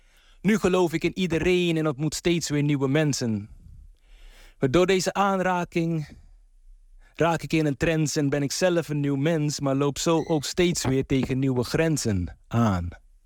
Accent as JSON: {"language": "Dutch", "region": "Paramaribo", "country": "Suriname", "tie": "born or raised there", "lives_now": "Rotterdam, Netherlands", "said": "Ik ben opgegroeid in Paramaribo, maar woon al heel lang in Rotterdam-Krooswijk."}